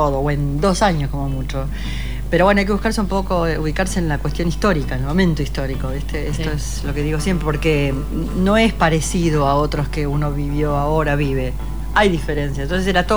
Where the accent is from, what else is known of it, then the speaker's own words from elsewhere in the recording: Uruguay; yo claro, soy uruguaya